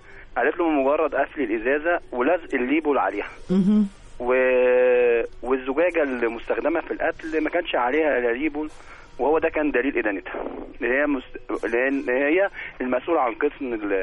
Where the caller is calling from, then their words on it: Cairo, Cairo Governorate, Egypt; أنا من القاهرة